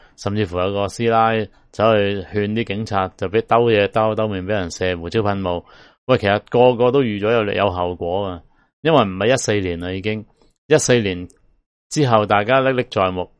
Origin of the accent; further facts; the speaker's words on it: Hong Kong; 即係我哋香港人就算係好彩呢几个大时代都经历过